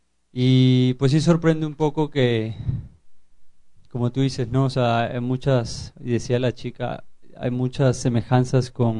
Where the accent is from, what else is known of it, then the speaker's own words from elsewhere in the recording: Venezuela; A mí también me toca mucho porque yo soy venezolano y Venezuela ahorita está pasando por algo muy similar.